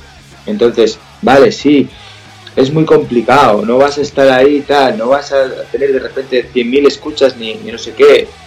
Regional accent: Asturias, Spain; Yo soy asturiano de Asturias. En Asturias hablamos un idioma

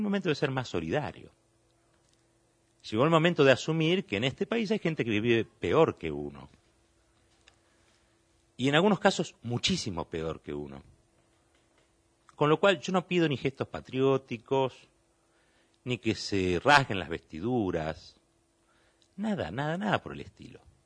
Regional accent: Argentina; ¿Somos solidarios los argentinos?

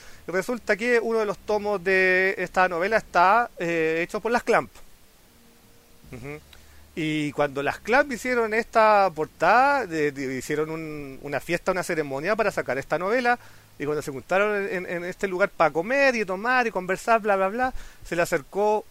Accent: Chile; Estoy cagado, soy chileno.

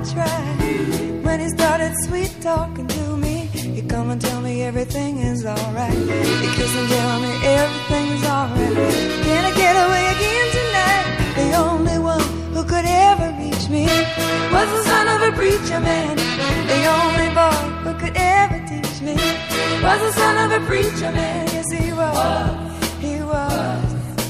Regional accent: Guadalajara, Jalisco, Mexico; somos mexicanos, somos guadalajareños

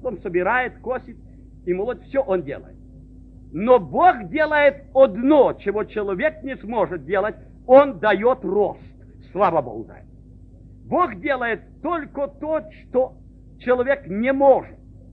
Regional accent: Ukraine; Но мы, конечно, кто вырос на Украине, мы не раз носили коромысла на этих плечах, правда, братья?

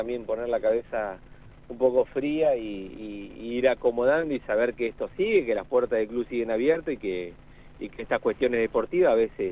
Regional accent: La Pampa, Argentina; y a partir de ahí, yo me fui a estudiar, emigré de La Pampa a estudiar afuera, y cuando volví, 2006 por ahí

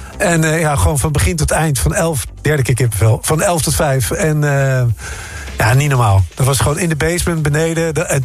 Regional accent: Rijswijk, South Holland, Netherlands; also born or lived in Den Haag / Rotterdam; Ja, ik ben vanuit Rijswijk naar Den Haag, naar Rotterdam gegaan.

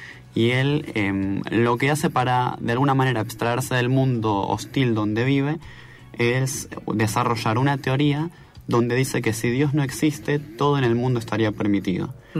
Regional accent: Berazategui, Buenos Aires Province, Argentina; yo soy de Zona Sur, talleres por Berazategui, que es de donde yo vengo

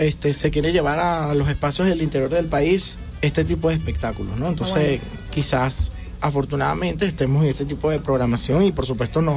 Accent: Petare, Miranda, Venezuela; de Petare, con toda seguridad.

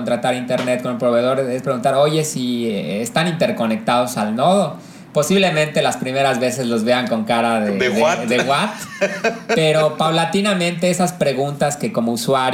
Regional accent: Mexico; como mexicanos, yo creo que no estamos tan acostumbrados a los proyectos colaborativos

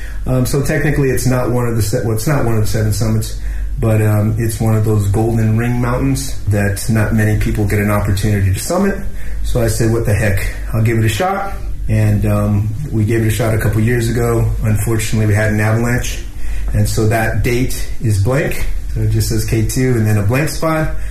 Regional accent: Scottsdale, Arizona, United States; moved away as an adult; now in China; I'm originally from Scottsdale, Phoenix, Arizona, USA. I've been in China almost 12 years now.

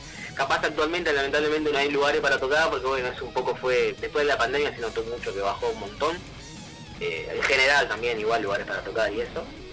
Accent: José C. Paz, Buenos Aires Province, Argentina; José Cepaz, zona norte, mitad norte, mitad oeste, estamos justo en el zona noroeste, digamos, de Gran Buenos Aires, sí.

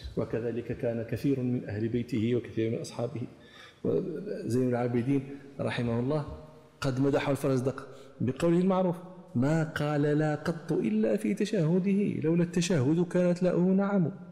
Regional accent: Morocco; أنا أتعمد هذا لي تتطلع إلى معرفة هذه المآكل عندنا في المغرب

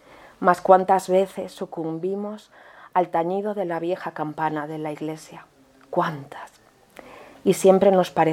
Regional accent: Santiago de Compostela, Galicia, Spain; yo soy gallega, yo nací en Santiago de Compostela.

